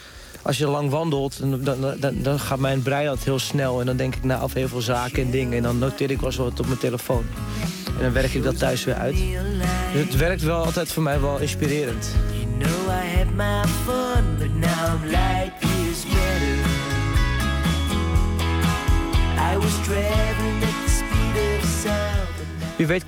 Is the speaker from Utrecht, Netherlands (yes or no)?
no; Hoorn, North Holland, Netherlands; now in Zaanstreek, Netherlands; Ik kom van origine uit Horen. Nou, het is echt wel meer in Noord-Holland. Ik woon nu tegenwoordig in de Zaanstreek.